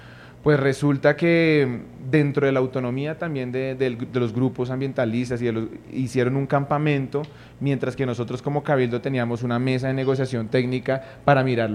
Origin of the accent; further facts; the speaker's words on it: Bogotá, Colombia; tenemos una raíz y tenemos una ancestralidad que permite sumar también al resto de lo que somos como comunidad bogotana